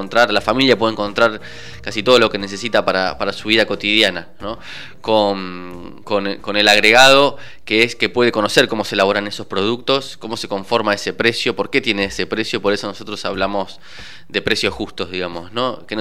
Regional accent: Argentina; en un país como nuestro, Argentina

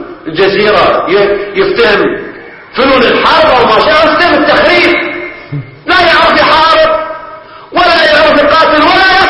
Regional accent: Bahrain; لذلك نحن من البحرين نستمد الصمود

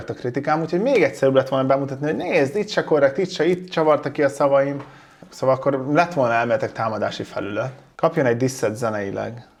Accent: Hungary; Amúgy vidékről származom. Mindig belpestiznek, hogy látszik, hogy Pesten nőtt fel, meg minden. Olyan faluban nőttem fel, ahol kevesebb, mint 1000 ember lakik, szóval igen, vidéki vagyok

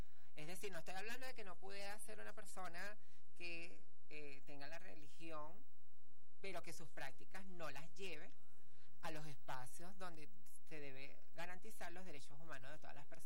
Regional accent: Venezuela; Como venezolanos y venezolanas, tenemos la protección como ciudadanos y ciudadanas

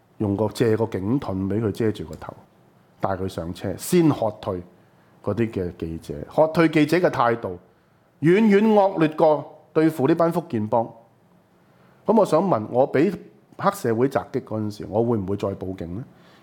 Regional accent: Hong Kong; 我覺得作為香港人

